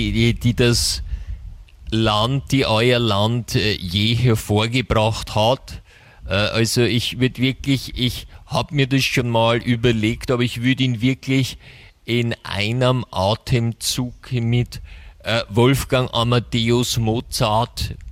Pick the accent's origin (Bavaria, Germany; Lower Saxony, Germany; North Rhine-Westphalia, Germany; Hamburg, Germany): Bavaria, Germany; Dazu muss man sagen, bei uns in Bayern gibt es auch ein Fürstenfeld.